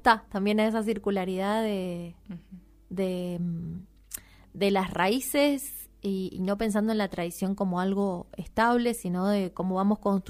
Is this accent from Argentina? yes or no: yes; Tunuyán, Mendoza, Argentina; Sí, porque yo te soy de Tunuyán